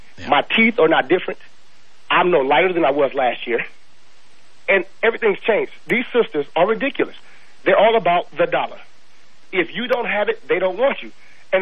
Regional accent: Los Angeles, California, United States; I grew up in South Central L.A.

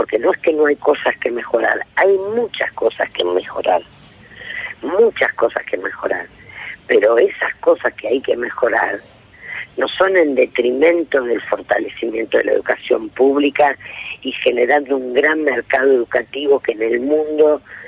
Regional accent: Santa Fe, Argentina; Yo soy santafesina.

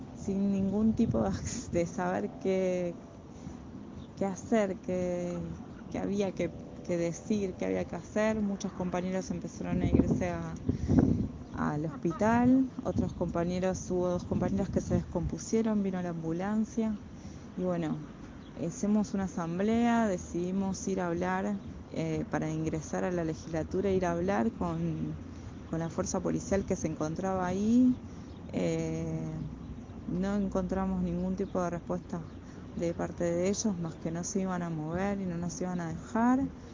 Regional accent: Lago Puelo, Chubut, Argentina; yo soy de Lago Puelo.

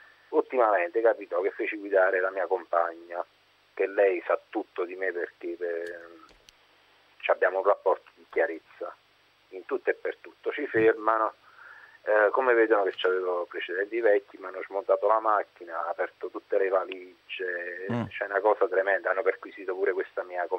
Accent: Naples, Campania, Italy; now in Alassio, Italy; io sono di Napoli, adesso mi trovo ad Alassio per lavoro. Però io, diciamo così, negli anni 78-80 vivevo a Napoli

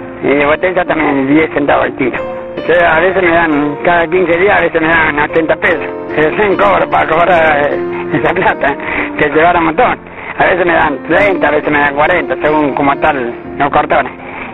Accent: Nelson, Santa Fe, Argentina; Pero me crié allá en Nelson, me crié y después me vine para acá.

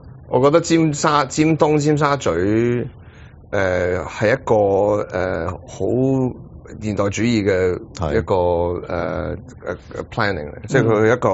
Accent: Hong Kong; 我係香港人，

